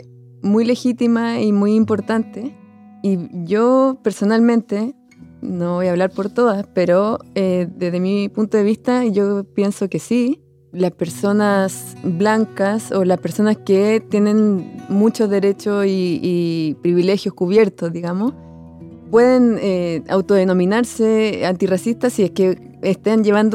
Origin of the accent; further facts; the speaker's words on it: Chile; yo que provengo de Chile y que yo, bueno, he trabajado mucho en territorio mapuche, en Gualmapu, y que, bueno, y yo soy chilena